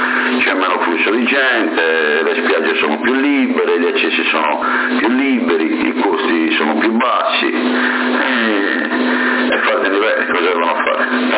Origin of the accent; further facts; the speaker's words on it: Alghero, Sardinia, Italy; tu sei di Alghero, anch'io sono di Alghero